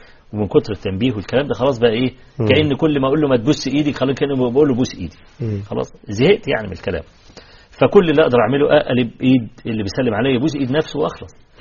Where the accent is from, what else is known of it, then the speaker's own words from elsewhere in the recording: Egypt; انا شاب فقير وجاي من مصر وجاي فقط لاطلب العلم عندك